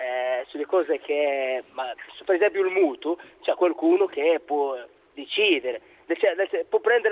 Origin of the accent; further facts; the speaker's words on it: Morocco; now in Italy; Sono dal Marocco, però.